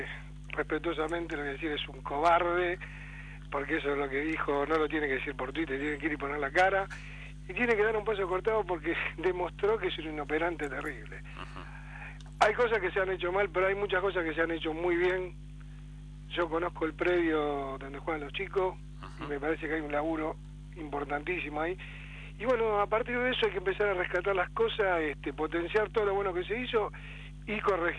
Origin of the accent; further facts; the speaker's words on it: Ramos Mejía, Buenos Aires Province, Argentina; soy de Ramos Mejía.